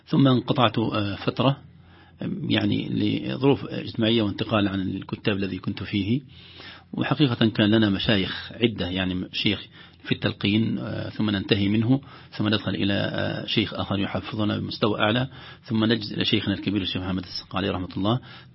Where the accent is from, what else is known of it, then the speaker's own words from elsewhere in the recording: Alexandria, Alexandria Governorate, Egypt; now in Riyadh, Saudi Arabia; أنا أقول أمي التي أرضعتني القرآن قريتي، ثم أمي التي يعني ربتني الإسكندرية وفيها جامعتي وفيها معهد القراءات واستفدت منها كثيرا ومشايخنا، ثم أمي التي أكرمتني مدينة الرياض